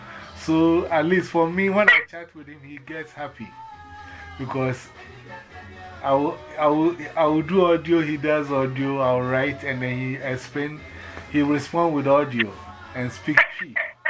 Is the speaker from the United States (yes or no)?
no; Ghana; English is a second language; they hear my accent, they say, where are you from? I say, I'm from Ghana, West Africa. I have a passport.